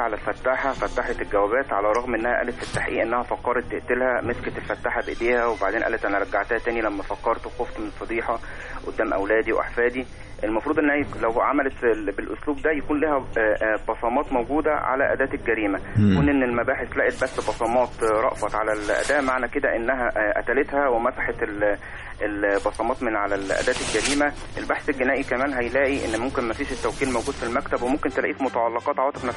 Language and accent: Arabic; Shibin El Kom, Monufia Governorate, Egypt; شبينكم المنوفية